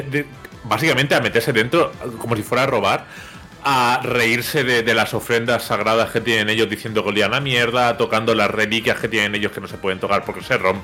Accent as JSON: {"language": "Spanish", "town": "Alicante", "region": "Valencian Community", "country": "Spain", "said": "que soy de Alicante, que vengo en el tren del Benidorm Alicante los fines de semana"}